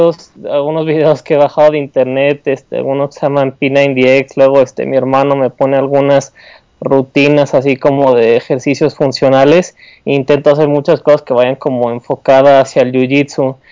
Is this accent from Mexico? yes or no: yes; Mexico; como nosotros como mexicanos también tenemos lo nuestro, somos muy guerreros